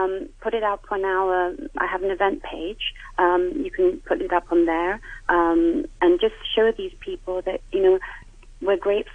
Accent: India; now in Hong Kong; I'm Indian, so I have my people behind me, which is wonderful. I come from the Sikh community

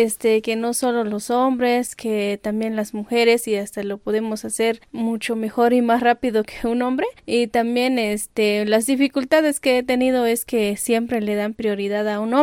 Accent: Las Margaritas, Chiapas, Mexico; soy del Ejido Veracruz, municipio de Las Margaritas, Chiapas

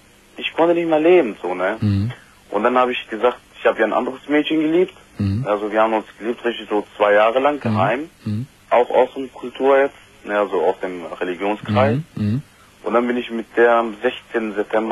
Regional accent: Turkey; Ich komme aus der Türkei.

